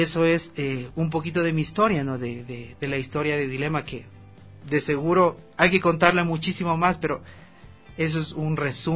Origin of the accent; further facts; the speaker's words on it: Ecuador; yo soy ecuatoriano y ahorita estoy en la gira de medios